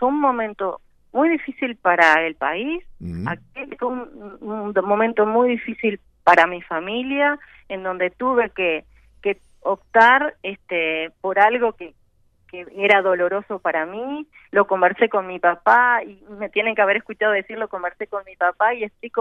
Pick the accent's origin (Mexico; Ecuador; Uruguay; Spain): Uruguay; fue una decisión difícil que como muchos uruguayos hubo que tomar